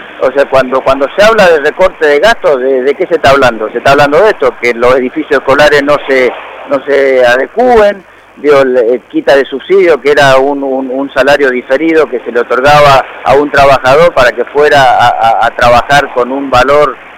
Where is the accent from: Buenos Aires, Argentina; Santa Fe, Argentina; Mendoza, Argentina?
Mendoza, Argentina; No soy un especialista, pero sí me preocupa como argentino, como mendocino